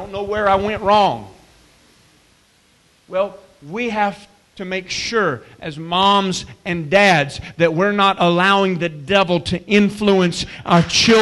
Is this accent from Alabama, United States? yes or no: yes; Birmingham, Alabama, United States; I grew up poor. I was so poor. I grew up in Birmingham, Alabama, and I lived in a rough neighborhood.